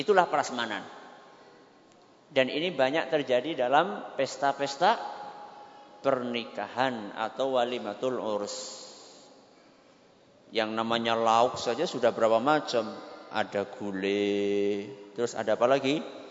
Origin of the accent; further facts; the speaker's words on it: Central Java, Indonesia; accent: Ngapak; Kita kan satu suku kan ya? Kalau saya pakai bahasa ngapak